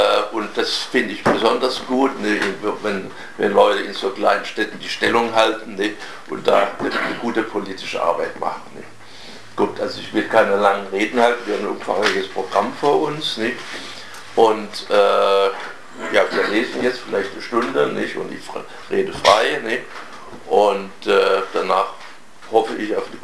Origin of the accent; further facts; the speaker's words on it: Karlsruhe, Baden-Württemberg, Germany; Ich komme ja aus Karlsruhe, das ist hier ganz in der Nähe. Ich habe den Dialekt ein bisschen verloren.